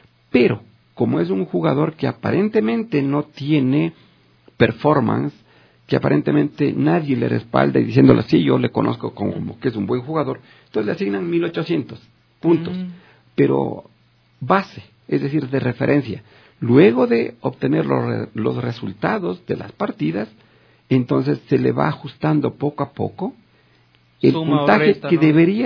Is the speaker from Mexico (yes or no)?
no; Ecuador; vivo en Ecuador, soy ecuatoriano y quiero representarle a mi país.